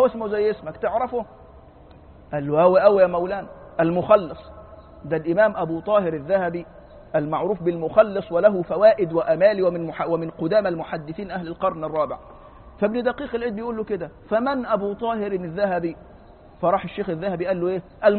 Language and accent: Arabic; Egypt; قلت له أنا فلان الفلاني من مصر